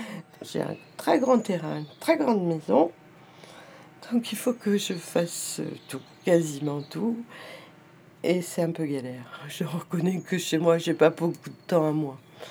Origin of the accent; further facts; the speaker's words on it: Serres, Provence-Alpes-Côte d'Azur, France; born there; Moi, je suis née à Serres. Ma maman était institutrice à Serres. Je suis partie, j'avais un an, et je suis revenue en 75.